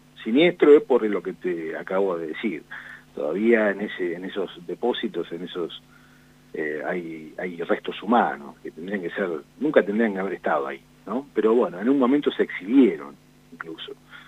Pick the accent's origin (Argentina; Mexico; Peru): Argentina; La Plata, Buenos Aires Province; Yo soy platense, visité el museo, vi todas estas historias desde chico